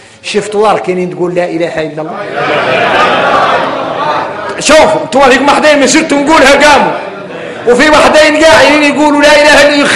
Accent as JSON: {"language": "Arabic", "country": "Mauritania", "said": "انا موريتاني"}